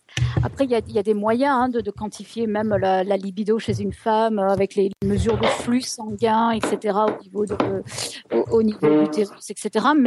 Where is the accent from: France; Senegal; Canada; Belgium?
France; moved away as an adult; ça fait 20 ans que j'ai quitté la France